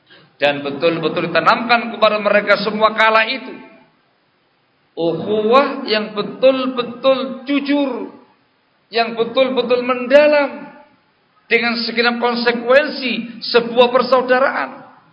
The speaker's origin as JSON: {"language": "Indonesian", "region": "Java", "country": "Indonesia", "said": "Saya asli Jawa."}